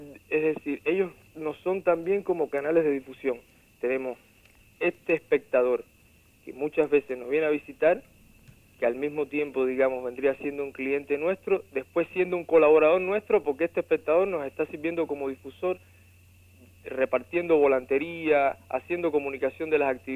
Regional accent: Cuba; como cubano, que muchas veces sentimos que es normal y que nos corresponde lo que como niños desde niños se nos ha estado entregando

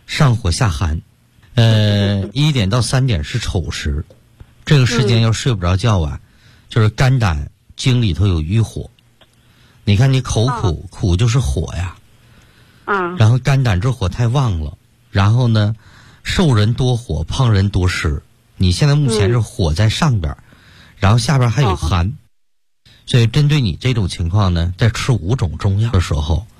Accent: Sichuan, China; 包括现在我们四川人爱吃这个辣的

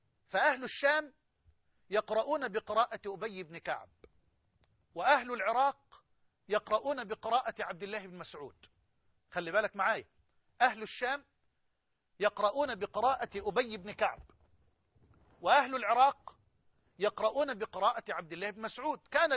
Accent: Egypt; يعني خدوا كده من الطوق بلغتنا كمصريين

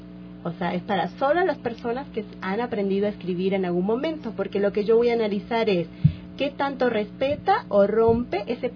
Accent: Argentina; yo estudié grafología, soy argentina, yo estudié en Buenos Aires.

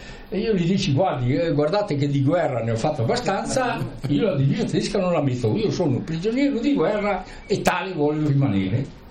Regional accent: Trentino-Alto Adige, Italy; Ma te, sono un trentino, no?

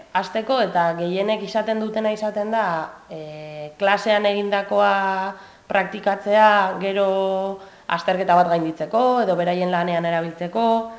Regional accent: Barakaldo, Basque Country, Spain; ni Barakaldokoa naiz, orduan badakin nire herrian inoiz ez dudala euskaraz egingo

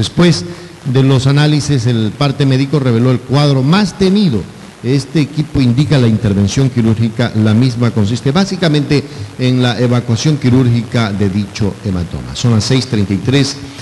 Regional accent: Ecuador; vos sos de Argentina y yo soy de Ecuador.

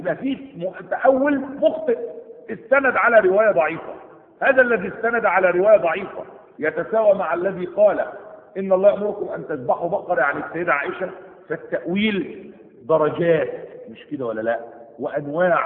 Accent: Egypt; هنا في بلادنا مصر

